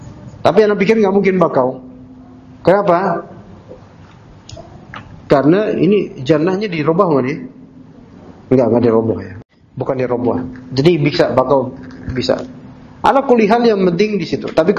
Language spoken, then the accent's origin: Indonesian; Jakarta, Indonesia; Ana sejak kecil di Jakarta kan, lahir di sini.